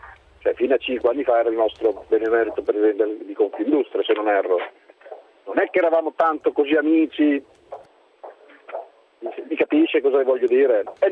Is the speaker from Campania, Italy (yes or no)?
no; Reggio Emilia, Emilia-Romagna, Italy; Io sono di Reggio Emilia